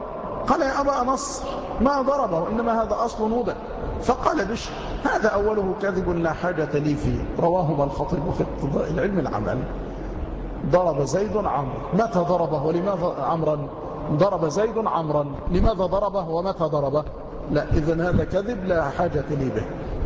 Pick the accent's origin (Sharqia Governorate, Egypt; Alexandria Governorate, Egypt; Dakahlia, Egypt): Dakahlia, Egypt; Mansoura; عندما بقيت في بعض القرى عندنا في المنصورة